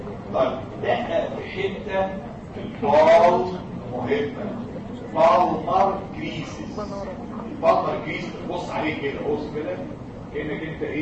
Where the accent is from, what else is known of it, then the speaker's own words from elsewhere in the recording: Egypt; ان الكونشاكتايفا عندنا في مصر بايظه